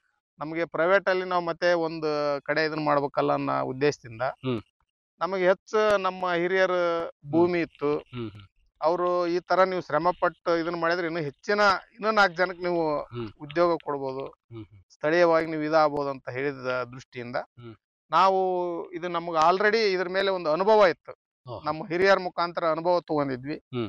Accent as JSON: {"language": "Kannada", "town": "Masabanchanal", "region": "Karnataka", "country": "India", "tie": "born or raised there", "said": "Sir, ನಾವಿವಾಗ ಕೊಪ್ಪಳ ಜಿಲ್ಲೆ ಕುಕನೂರು ತಾಲೂಕಿನ ಮಸಾಬಂಚನಾಳ್ ಅಂತಕ್ಕಂಥ ಗ್ರಾಮದಲ್ಲಿ ಇವತ್ತು."}